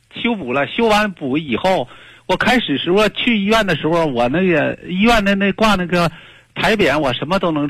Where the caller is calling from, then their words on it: Daqing, Heilongjiang, China; 哎呀，我是大庆的